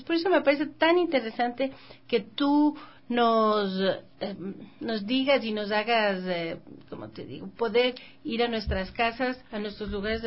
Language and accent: Spanish; Quito, Pichincha, Ecuador; born there; Aquí en Quito.